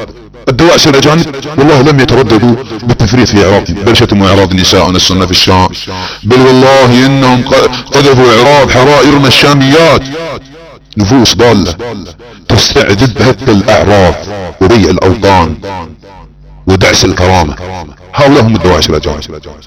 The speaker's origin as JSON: {"language": "Arabic", "country": "Saudi Arabia", "accent": "Saudi", "said": "على لهجتنا السعودية"}